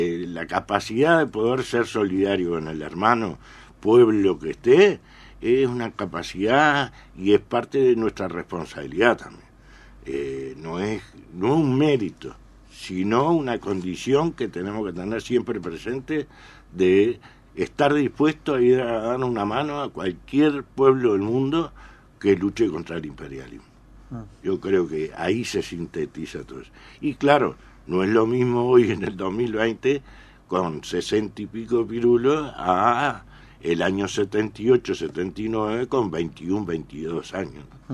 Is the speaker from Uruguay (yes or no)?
yes; Uruguay; Uruguayos, éramos 50.